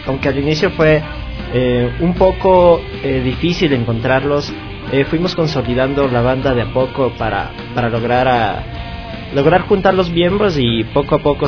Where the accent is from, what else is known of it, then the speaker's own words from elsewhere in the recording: Quito, Pichincha, Ecuador; Somos de Luluncoto.